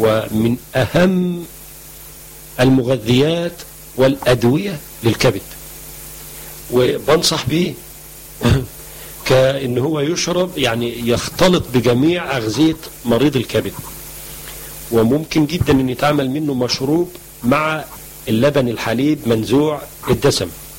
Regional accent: Egypt; مشهور عنه عندنا في مصر

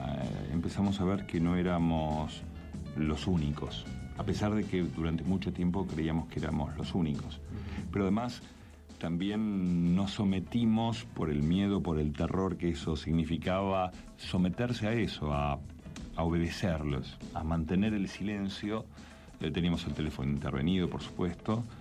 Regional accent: Mar del Plata, Buenos Aires Province, Argentina; also born or lived in Brazil; now in Buenos Aires, Argentina; mi hermano, el que me sigue a mí en edad, y yo nos fuimos de Mar del Plata al tiempo.

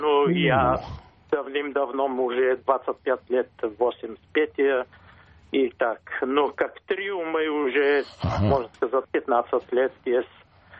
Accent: Bulgaria; Я из Болгарии.

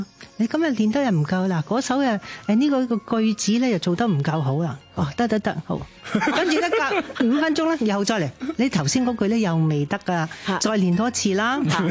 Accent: Kowloon City, Hong Kong; 我喺九龍城區長大嘅，咁我就由幼稚園到中學畢業咧，都係喺民生書院度。

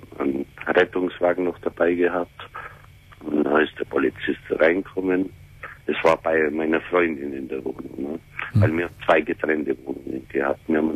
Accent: Bavaria, Germany; wollten wir auf Bayern fahren, in meine Heimat.

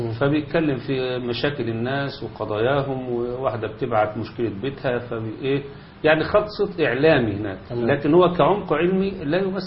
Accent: Egypt; والجماعة اللي عندنا في مصر هنا وما أكثرهم

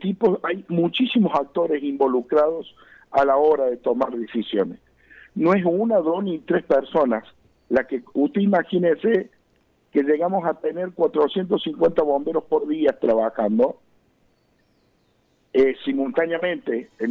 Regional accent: Córdoba, Argentina; como cualquier vecino que soy nacido de esta provincia y de este departamento, que soy nacido en Punilla

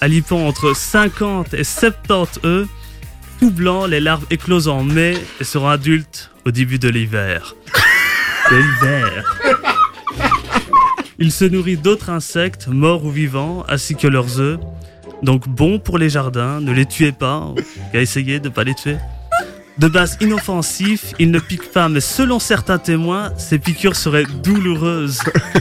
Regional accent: Liège, Wallonia, Belgium; Je viens de Liège.

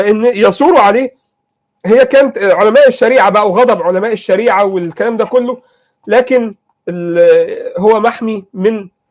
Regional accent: Egypt; الخط الهمايون ده مهم، لان الى الان عندنا في مصر

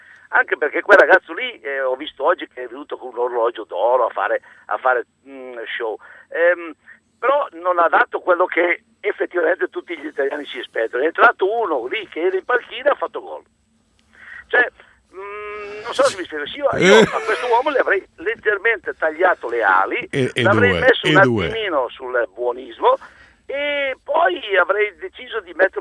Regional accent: Brescia, Lombardy, Italy; Sono un bresciano doc.

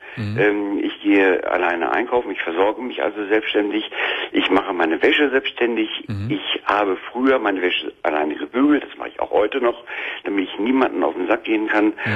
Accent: North Rhine-Westphalia, Germany; Ich lebe jetzt in Nordrhein-Westfalen, meiner Heimatstadt.

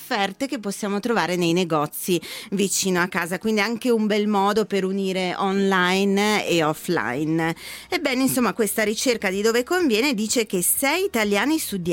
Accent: Brescia, Lombardy, Italy; Io da bresciana posso anche festeggiarlo.

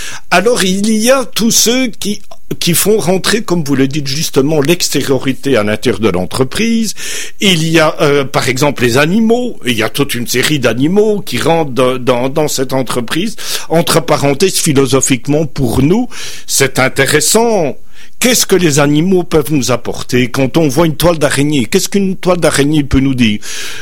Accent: Belgium; pour nos auditeurs québécois, je suis belge, je l'explique

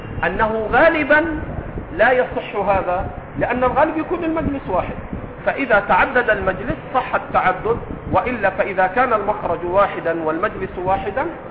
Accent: Upper Egypt, Egypt; اسكت يا صعيدي، وأنا صعيدي ليست مسبة

